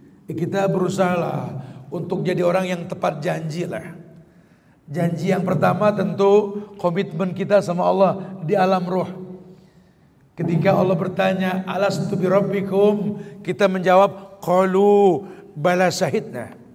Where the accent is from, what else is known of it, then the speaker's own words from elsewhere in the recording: Jakarta, Indonesia; Kita lahir di Betawi nih bro. Gede di Jakarta.